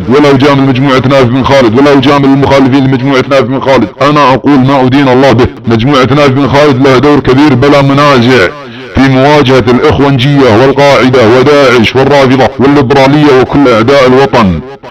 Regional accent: Saudi Arabia; ولا تريد بالاخص ثورة في بلادنا السعودية حفظها الله

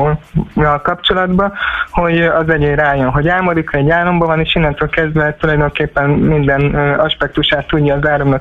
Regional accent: Kecskemét, Bács-Kiskun, Hungary; itt Kecskeméten, én kecskeméti vagyok

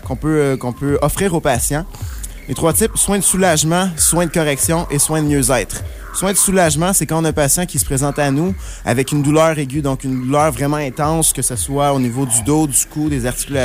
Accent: Quebec, Canada; now in Trois-Rivières, Canada; Je viens de l'Outaouais.

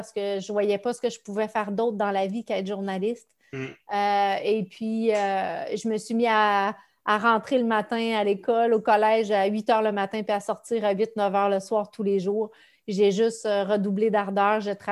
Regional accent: Saint-Dominique-du-Rosaire, Quebec, Canada; je viens d'un petit village de Saint-Dominique-du-Rosaire qui est dans... Pour ceux qui ne connaissent pas, c'est très, très, très loin. Là. C'est juste avant de prendre la route pour la Baie-James.

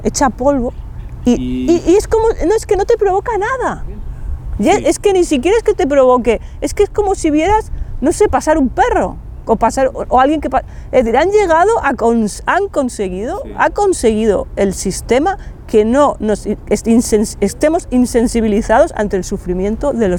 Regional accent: Barcelona, Catalonia, Spain; soy aquí de Barcelona, nací en el barrio de Gracia hace 43 años, cuando todavía no estaba lleno de pijos hipsters.

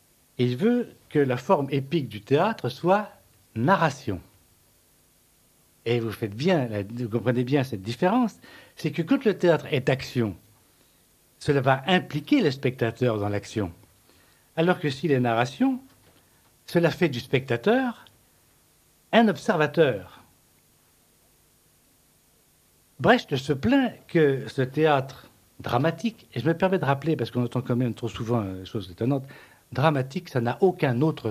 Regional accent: Spain; je suis un Espagnol pur race, c'est-à-dire que je suis un pur bâtard.

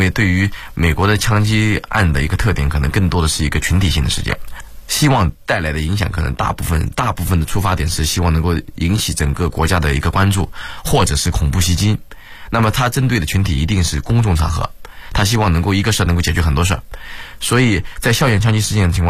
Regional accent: China; 因为其实我还是一直坚信，就是我们中国人是属于比较聪明的人

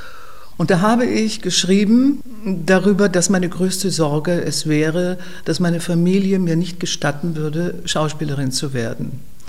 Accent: Vienna, Austria; born there; Ich bin am 13. April 1944 in Wien geboren. Meine Mutter war Wienerin, mein Vater Holländer

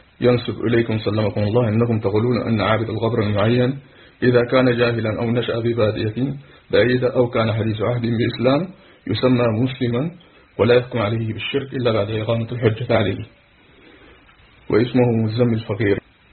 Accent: Sudan; نحن أبناؤكم من السودان

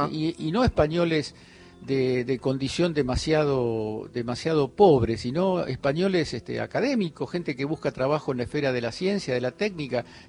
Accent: Argentina; estaba tramitando mi doble ciudadanía. Yo soy también italiano, aparte de argentino.

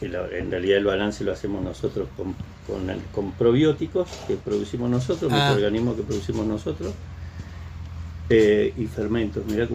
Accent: San Rafael, Mendoza, Argentina; Yo vengo de una familia, yo soy San Rafaelino, de Mendoza.

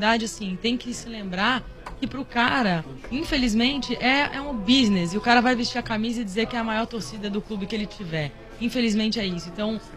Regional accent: Rio de Janeiro, Brazil; now in São Paulo, Brazil; Não parecer, mas eu sou carioca.

